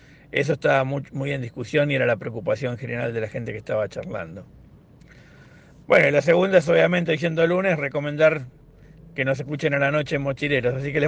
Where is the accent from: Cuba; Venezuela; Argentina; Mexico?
Argentina; Lomas de Zamora, Buenos Aires Province; en Loma de Zamora, de donde yo soy, donde vivo, donde soy oriundo